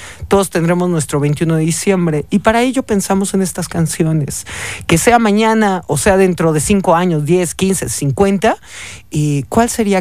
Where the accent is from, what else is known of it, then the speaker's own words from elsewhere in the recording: Mexico; como buenos mexicanos sabes que nos burlamos de todo, ¿no?